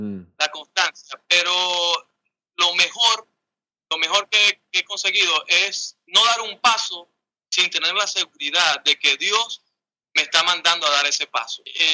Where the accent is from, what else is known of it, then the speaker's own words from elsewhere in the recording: Venezuela; En lo que yo estoy viviendo y que estamos viviendo como venezolanos, en medio de pruebas y tormentas